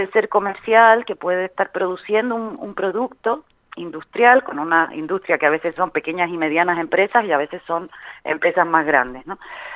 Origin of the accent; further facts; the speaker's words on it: Chile; now in Spain; soy de Chile, pero vivo en España hace un montón de años.